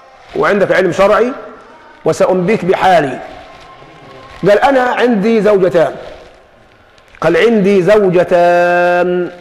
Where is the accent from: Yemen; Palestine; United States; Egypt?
Egypt; يعني ما احنا كمصريين يعني عندنا السرجيه دي